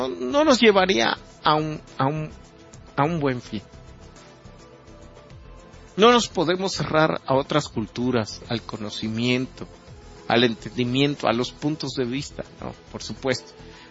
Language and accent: Spanish; Mexico; Conservar nuestras tradiciones, por ejemplo, que nos identificara como mexicanos